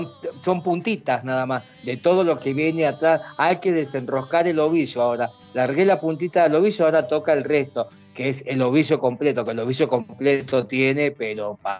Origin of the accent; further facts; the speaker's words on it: Italy; now in Argentina; soy un italiano que vive en Argentina, pero no soy el cubano, soy italiano argentino